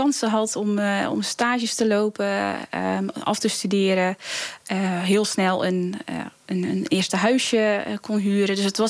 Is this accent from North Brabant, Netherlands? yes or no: no; Hulst, Zeeland, Netherlands; Ja, en daarna ben ik gewoon hier getogen.